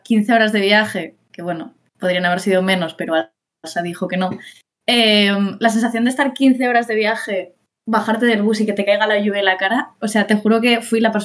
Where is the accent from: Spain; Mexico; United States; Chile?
Spain; Sitges, Catalonia; Y luego me fui a la fiesta mayor de mi pueblo, de Sitges